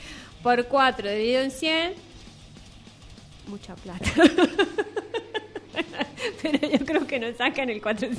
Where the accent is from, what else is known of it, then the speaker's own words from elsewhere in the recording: Rivadavia, Argentina; No, yo, discúlpeme, yo soy de Rivadavia.